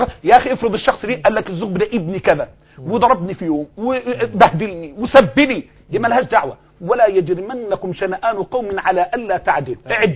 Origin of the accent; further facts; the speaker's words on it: Egypt; نحن أبناء مصر وهذه هي مصر